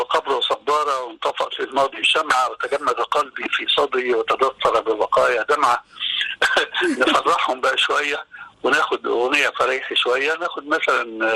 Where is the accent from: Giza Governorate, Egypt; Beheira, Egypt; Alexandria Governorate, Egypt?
Beheira, Egypt; Damanhur; now in Cairo, Egypt; إن أنا أصلا زي ما قلت لك من دمنهور، وفي دمنهور ما عندناش الحكاية اللي لقيتها بعد كده لما جيت القاهرة